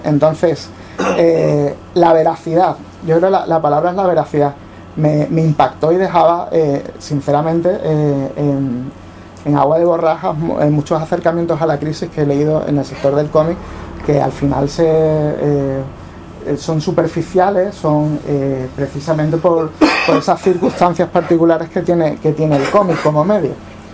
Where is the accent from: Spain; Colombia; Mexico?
Spain; Seville, Andalusia; somos de la misma quinta más o menos, los que crecimos en Sevilla 80, final de los 80, principio de los 90